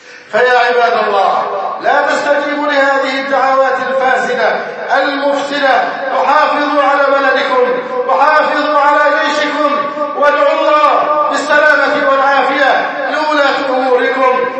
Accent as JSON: {"language": "Arabic", "country": "Egypt", "said": "أن يحفظ بلدنا مصر وأن يجعلها أمنا أمانا"}